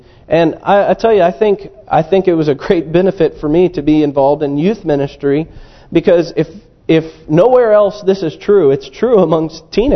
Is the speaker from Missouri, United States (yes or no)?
yes; Missouri, United States; Now, I grew up in Missouri, which is the show me state.